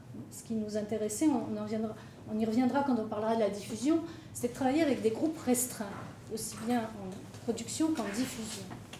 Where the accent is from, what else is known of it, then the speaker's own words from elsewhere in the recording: Algiers, Algiers Province, Algeria; also born or lived in Kabylie; moi je suis née en Kabylie, puis j'ai vécu toute mon enfance et ma jeunesse à Alger, donc une capitale et le rural du blé noir.